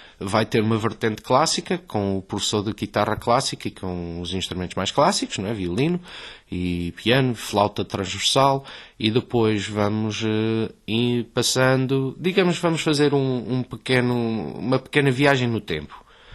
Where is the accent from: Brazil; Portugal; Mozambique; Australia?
Australia; Ora, eu nasci na Austrália e sempre estudei música lá, sempre foi uma coisa que eu adorei desde pequenino.